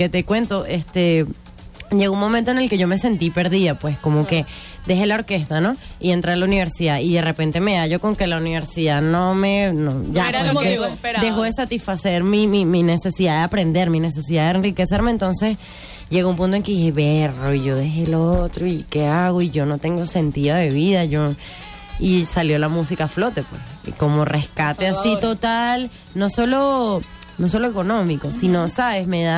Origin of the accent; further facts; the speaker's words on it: Caracas, Capital District, Venezuela; yo soy caraqueñita, pues.